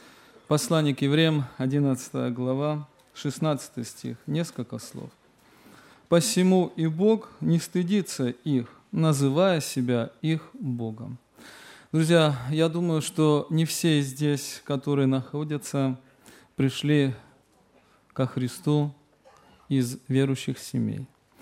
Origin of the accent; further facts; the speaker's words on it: Tbilisi, Georgia; Я и другие мои братья и сестры приехали мы из Грузии, города Тбилиси.